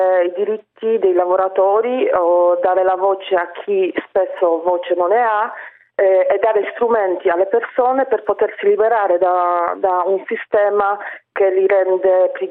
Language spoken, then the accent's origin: Italian; Poland; Italian is a second language; now in Italy; Sì, vengo dalla Polonia.